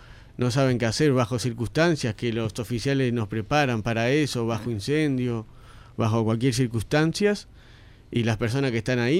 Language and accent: Spanish; Montevideo, Uruguay; soy de La Teja también, claro, de Tres Ombúes, para ser más específico